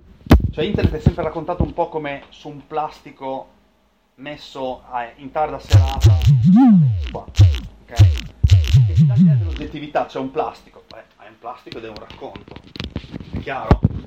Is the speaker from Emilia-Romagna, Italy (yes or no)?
yes; Bologna, Emilia-Romagna, Italy; come dico da bolognese